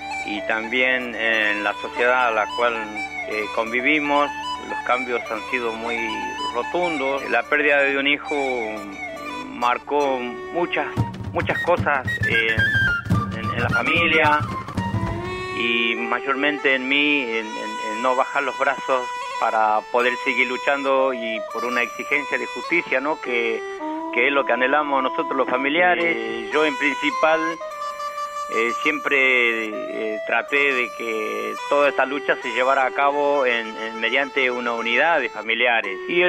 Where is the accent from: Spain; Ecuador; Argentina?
Argentina; Breapozo, Santiago del Estero; Yo vivía en el campo, allá en mi provincia natal, que es Santiago del Estero, y estaba a 80 kilómetros de distancia de la ciudad capital al lugar donde yo... donde nací. No, es un paraje, el paraje es Breapozo, es el paraje donde yo, de donde soy natural.